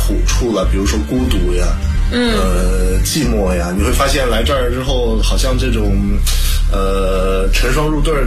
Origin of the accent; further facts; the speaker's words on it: China; 就我一个中国人。